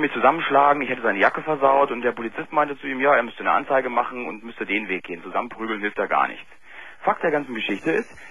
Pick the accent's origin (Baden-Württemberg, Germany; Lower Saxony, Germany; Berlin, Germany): Berlin, Germany; born there